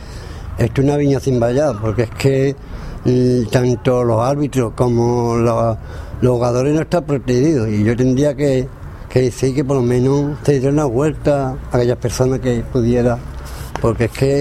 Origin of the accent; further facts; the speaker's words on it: Jerez de la Frontera, Andalusia, Spain; Ante todo soy de Jerez, pero soy andaluz.